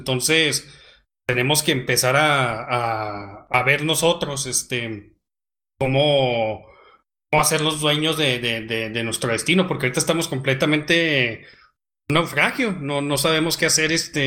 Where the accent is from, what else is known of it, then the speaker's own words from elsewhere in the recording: northern Mexico, Mexico; Nosotros somos los norteños